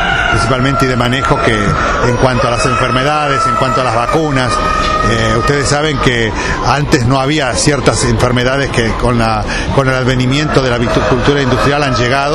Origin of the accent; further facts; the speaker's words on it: Saladillo, Buenos Aires Province, Argentina; yo empecé a los 8 años cuando yo soy oriundo de Saladillo